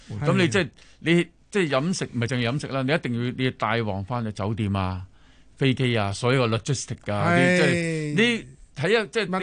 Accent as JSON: {"language": "Cantonese", "country": "China", "said": "因为我哋中国人会有 saving 啊，我哋有储蓄，能够挨得耐啲。"}